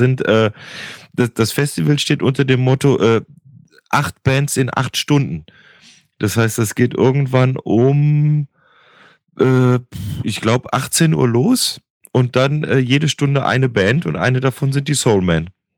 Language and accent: German; Cologne, North Rhine-Westphalia, Germany; ich bin ja da in Köln groß geworden